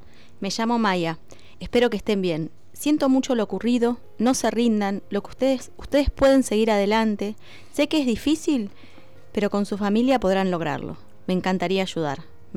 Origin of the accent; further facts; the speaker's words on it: Luis Beltrán, Río Negro, Argentina; tengo 11 años, soy de Luis Beltrán y voy a sexto grado de la escuela número 11.